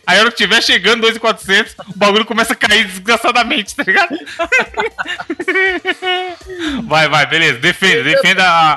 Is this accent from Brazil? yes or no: yes; Brazil; porque eu sou brasileiro